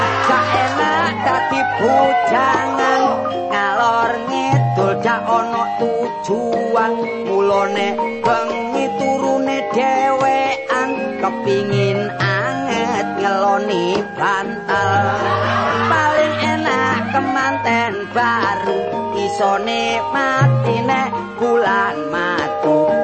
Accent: Surabaya, East Java, Indonesia; Saya seorang seniman asal dari kota Surabaya.

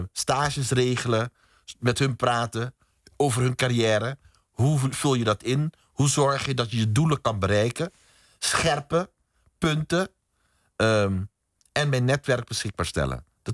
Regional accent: Curaçao; Ik ben bijvoorbeeld opgegroeid op Curaçao. Mijn vader kwam uit Suriname.

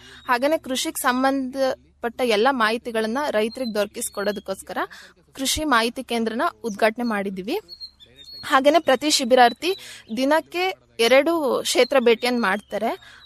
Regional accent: Chikkamagaluru, Karnataka, India; ನನ್ನ ಸ್ವಂತ ಊರು ಬಂದ್ಬಿಟ್ಟು ಚಿಕ್ಕಮಗಳೂರು.

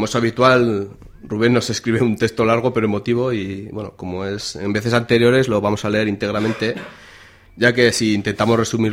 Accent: Aoiz, Navarre, Spain; La familia, los amigos de Berriozar, la gente de mi pueblo, Aoiz.

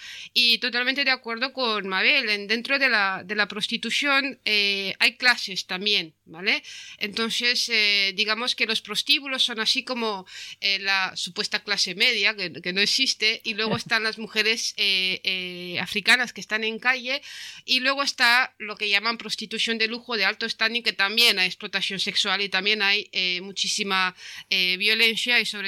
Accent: Romania; now in Spain; como rumana, que, o sea, bueno, soy vasca ahora, pero de origen rumano

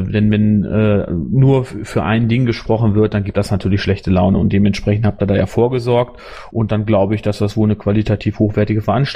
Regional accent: North Rhine-Westphalia, Germany; Ich komme ja aus dem Kreis Borgen, hart auf dem Lande war das ein Thema.

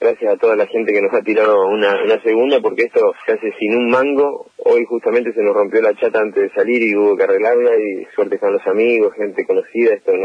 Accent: Argentina; Lo que destaca a nosotros como pueblo, como sociedad argentina

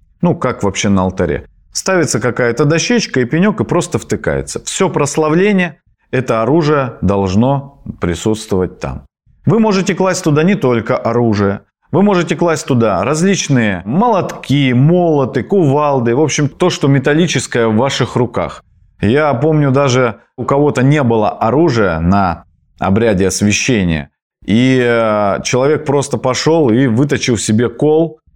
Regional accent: Krasnoyarsk Krai, Russia; вот я, например, с Таймыра, у нас там в минус 50 мы бегали по перунному пути

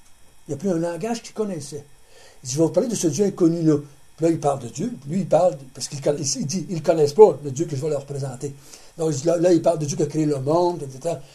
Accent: Quebec, Canada; Parce qu'on a parlé à des Québécois en tant que Québécois.

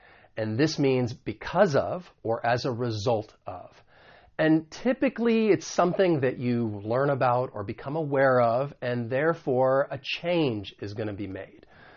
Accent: United States; because I'm from the United States, I am going to pronounce it as a flap T.

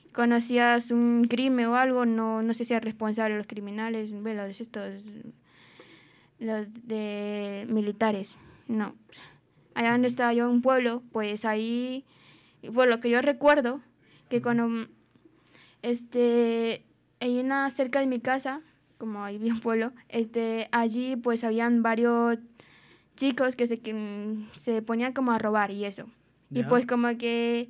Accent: Honduras; Bueno, soy de Honduras

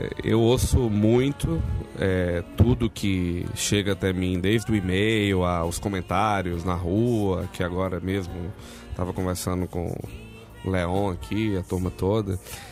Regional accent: Bahia, Brazil; @, sou baiano de origem russa.

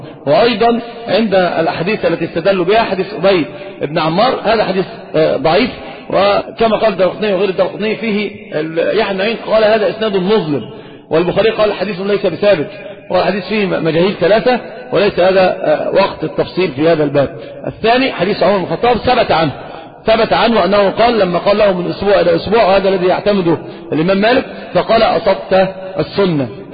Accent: Saudi Arabia; والخف ظاهر عندنا في السعودية

